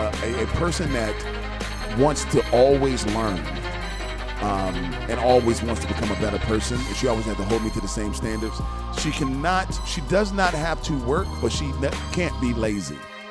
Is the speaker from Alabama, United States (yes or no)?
yes; Birmingham, Alabama, United States; I'm from Birmingham, Alabama. That's